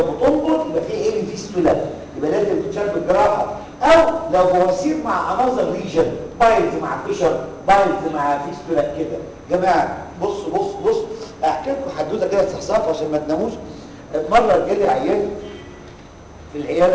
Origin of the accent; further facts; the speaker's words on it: Egypt; طبعا عندنا في مصر